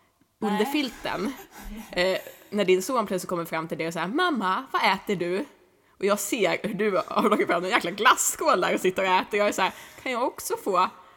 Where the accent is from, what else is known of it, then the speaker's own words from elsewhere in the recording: Stockholm, Stockholm County, Sweden; Ja, eller inte, säger jag som stockholmare.